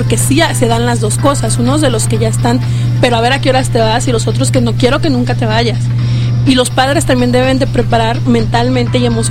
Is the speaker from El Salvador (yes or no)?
no; Arandas, Jalisco, Mexico; vivo todavía en casa de mis padres y yo vengo de Arandas.